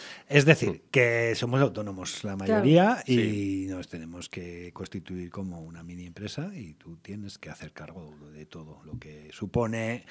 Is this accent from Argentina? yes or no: no; Vitoria-Gasteiz, Basque Country, Spain; como somos vitorianos y de Álava, tenemos que demostrar que hablamos bien en euskera.